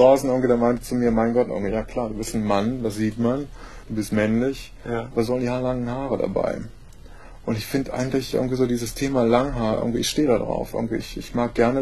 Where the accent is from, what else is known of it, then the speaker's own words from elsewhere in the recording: Berlin, Germany; Ja, ich komme aus Berlin.